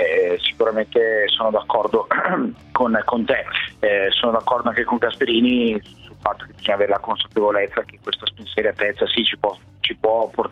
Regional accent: Bergamo, Lombardy, Italy; credo che tutti noi bergamaschi sicuramente stiamo godendoci, io poi sono bergamasco

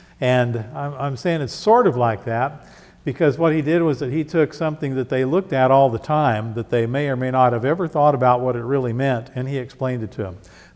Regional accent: United States; I, like everyone else, of course, most of us here, I grew up in the United States, and we celebrated Christmas as I was a child growing up

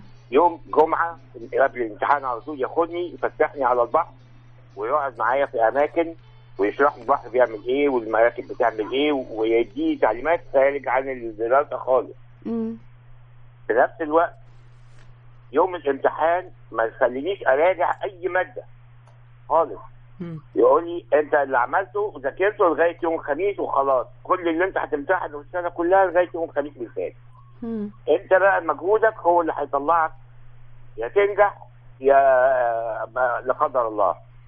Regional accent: Alexandria, Alexandria Governorate, Egypt; من الجيل القديم في اسكندرية

